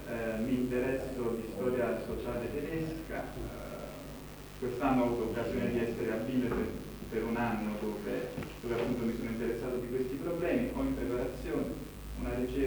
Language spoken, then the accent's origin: Italian; Naples, Campania, Italy; vengo da Napoli